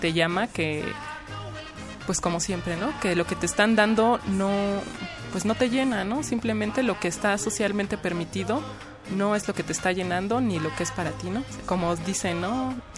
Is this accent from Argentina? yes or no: no; Mexico; yo como buena mexicana me criaron en la cultura católica desde niña, ¿no? Mi familia era católica en ese momento. Ahora ya no